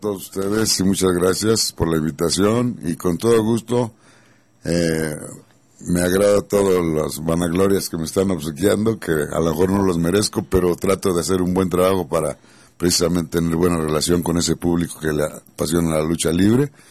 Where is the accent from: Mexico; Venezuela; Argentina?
Mexico; Mexico City; also born or lived in Magdalena, Jalisco; yo vivía a dos calles de la Arena Coliseo allá en México. Yo soy de Magdalena, Jalisco, pero desde muy pequeño nos fuimos a radicar al Distrito Federal.